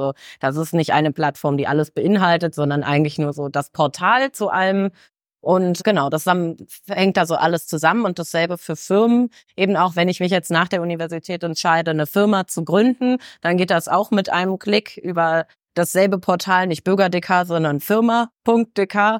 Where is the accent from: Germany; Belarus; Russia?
Germany; also born or lived in Denmark; Wie man vielleicht hört, bin ich ursprünglich Deutsche, habe einfach sehr lange in Dänemark gelebt